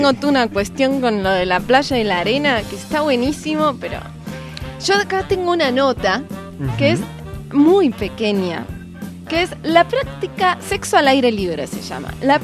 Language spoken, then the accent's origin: Spanish; Argentina; Y estoy muy española y soy argentina.